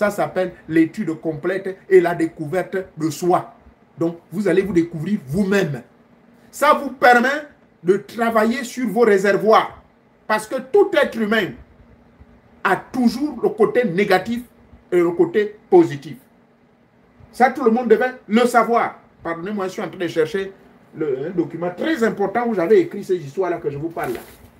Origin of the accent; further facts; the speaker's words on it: Gabon; Le cas de chez moi au Gabon, j'ai constaté que dans certains coins, mes frères pygmées se sont confiés à moi. J'ai un parent pygmée. Oui. Du côté de ma grand-mère.